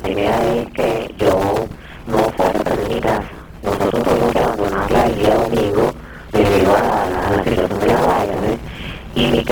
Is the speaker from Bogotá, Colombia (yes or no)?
no; Cartagena, Bolívar, Colombia; De Cartagena de Indias.